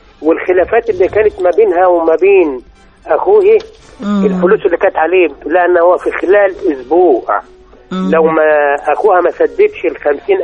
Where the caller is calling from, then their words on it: Qutur, Gharbia, Egypt; السجن القطور غربيه